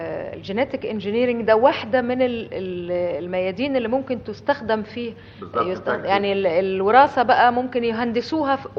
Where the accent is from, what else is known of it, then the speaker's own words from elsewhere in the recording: Egypt; عندنا في مصر، وحضرتك مصري